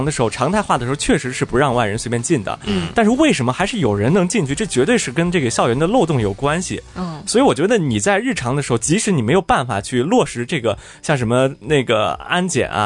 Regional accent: Shandong, China; 因为我是山东的嘛

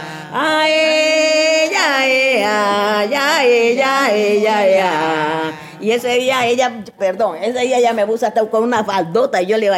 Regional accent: Timbiquí, Cauca, Colombia; yo soy de Timbiquí, también es pacífico, pero pertenece al departamento del Cauca.

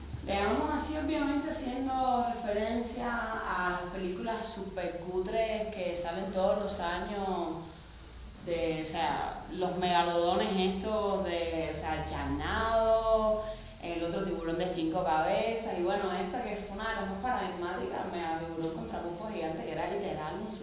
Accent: Cuba; y al mismo tiempo es como nuestra visión de esos fenómenos siendo cubanos incluso.

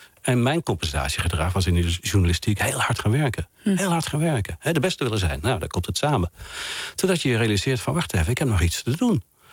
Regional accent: Oisterwijk, North Brabant, Netherlands; ik zie me nu weer zitten met dit geluid op de voorzolder bij ons thuis in Brabant, in Oosterwijk.

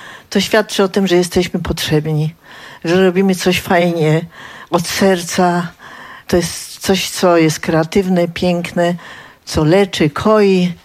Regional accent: Zielona Góra, Lubusz Voivodeship, Poland; Przyjechałam z Zielonej Góry.

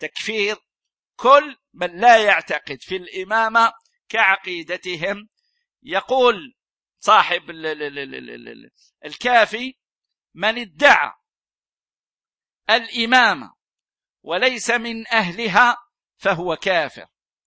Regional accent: Algeria; يعني هذا عندنا في الجزائر

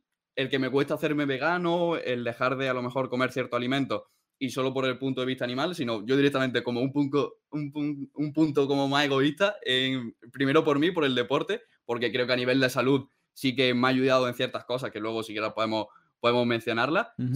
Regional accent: Lucena, Andalusia, Spain; born there; now in Almería, Spain; yo, por ejemplo, vivo en Almería, pero yo nací en Lucena, en Córdoba, ¿no?

